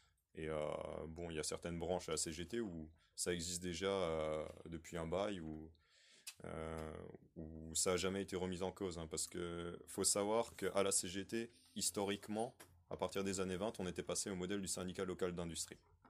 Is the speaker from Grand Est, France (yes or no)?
yes; Mulhouse, Grand Est, France; donc je viens de Mulhouse